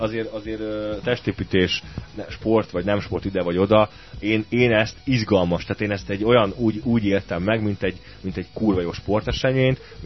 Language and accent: Hungarian; Hungary; büszke voltam, hogy magyar a Béla, illetve hogy én is magyar vagyok